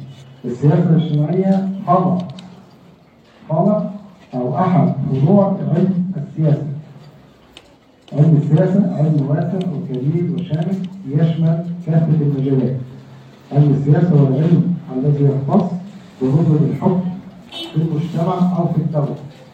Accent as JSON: {"language": "Arabic", "country": "Egypt", "said": "موجود عندنا في مصر عموما."}